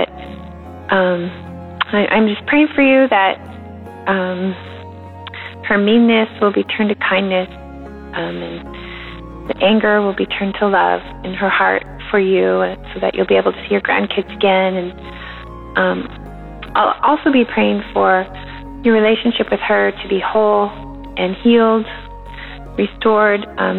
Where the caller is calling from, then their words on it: Washington, United States; I am from the Pacific Northwest, Washington State.